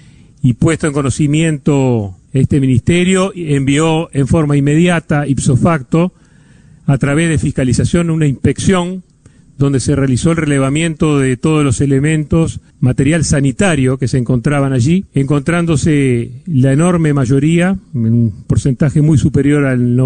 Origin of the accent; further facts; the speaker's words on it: Uruguay; al comportamiento que nos caracteriza como uruguayos